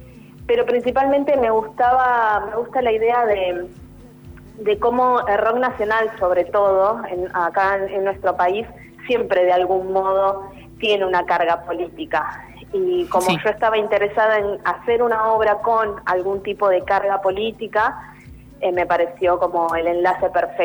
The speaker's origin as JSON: {"language": "Spanish", "country": "Argentina", "said": "nosotros como sociedad argentina"}